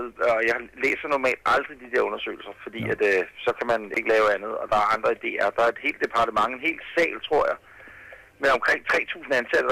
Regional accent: Ølstykke, Capital Region of Denmark, Denmark; ude i Ølstykke, hvor jeg kommer fra.

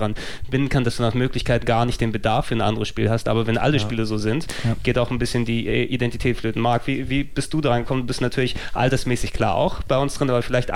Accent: Hamburg, Germany; Ich bin Hamburger durch und durch.

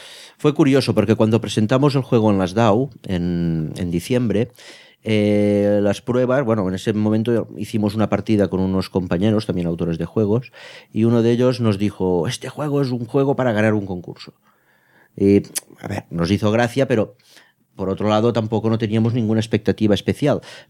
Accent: Roquetas, Catalonia, Spain; No, nosotros somos de Tortosa, bueno, de Roquetas. Ah. Cerca del Delta del Ebro.

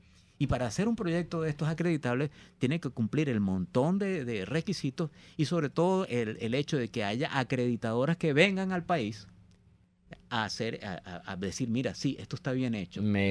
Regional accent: Guayana, Venezuela; yo soy de Guayana y la minería en Guayana ha estado toda la vida

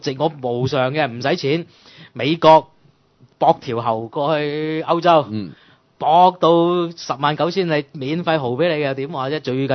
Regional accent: Hong Kong; 你唔好以為佢即係我哋香港人就會話打仗嘅嘢噏咩，個個都苟且偷安。

